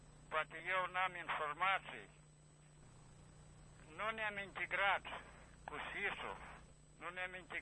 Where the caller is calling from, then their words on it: Orhei, Orhei District, Moldova; din Orhei.